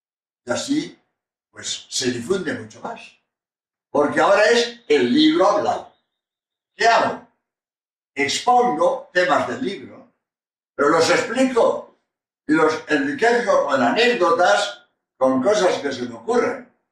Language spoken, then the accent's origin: Spanish; Spain; español y autor de este libro